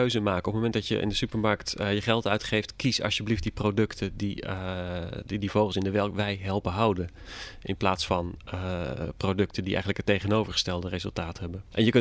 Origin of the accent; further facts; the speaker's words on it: Netherlands; Maar uiteindelijk denk ik dat wij als Nederlanders